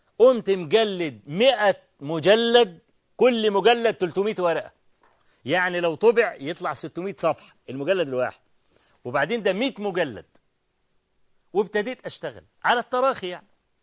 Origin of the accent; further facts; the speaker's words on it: Egypt; عندنا في مصر